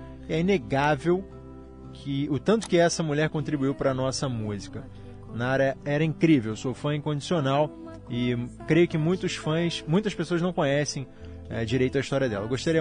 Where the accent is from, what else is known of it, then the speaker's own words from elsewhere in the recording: Belo Horizonte, Minas Gerais, Brazil; tenho 24 anos e sou de Belo Horizonte.